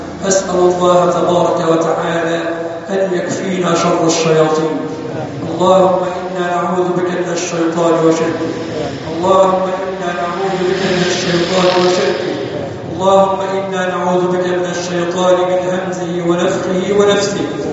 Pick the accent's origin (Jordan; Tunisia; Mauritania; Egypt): Egypt; اللهم اجعل بلدنا مصر أمنا أمانا صفاء رخاء وسائر بلاد المسلمين.